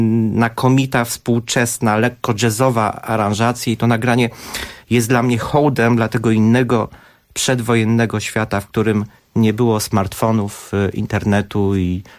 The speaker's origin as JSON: {"language": "Polish", "town": "Warsaw", "region": "Masovian Voivodeship", "country": "Poland", "tie": "born or raised there", "said": "Warszawa, w której się urodziłem i wychowałem, w której przy Weronie był dom moich dziadków, teraz te budynki nie istnieją."}